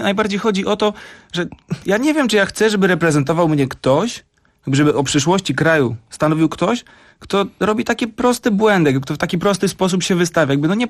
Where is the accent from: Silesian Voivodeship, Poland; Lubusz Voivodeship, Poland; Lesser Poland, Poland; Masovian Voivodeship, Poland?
Masovian Voivodeship, Poland; Grochów; Jakby ja jestem z Grochowa. Ja wiem, że nie należy się wychylać. Jakby to tak samo pasuje do polityki, jak do mieszkania na blokowisku.